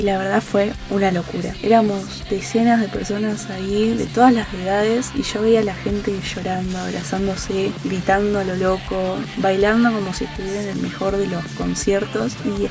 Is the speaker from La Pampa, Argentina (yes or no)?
yes; General Pico, La Pampa, Argentina; now in Buenos Aires, Argentina; de General Pico. Estoy estudiando en Buenos Aires